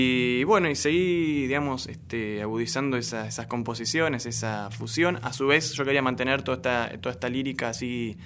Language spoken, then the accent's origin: Spanish; Barracas, Buenos Aires Province, Argentina; no solo soy de Barracas, sino que soy hincha de Barracas Central